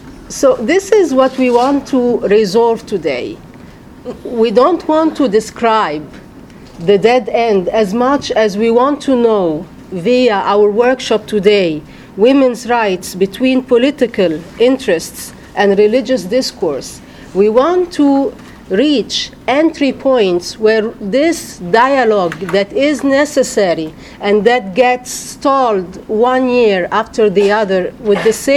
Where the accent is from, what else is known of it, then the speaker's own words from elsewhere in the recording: Egypt; I am from Soula, from Egypt.